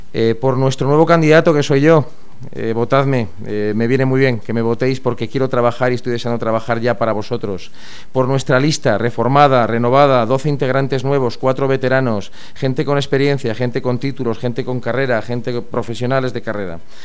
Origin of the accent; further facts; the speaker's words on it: León, Castile and León, Spain; Soy muy tenaz, soy de León, soy cazurro, no lo puedo evitar.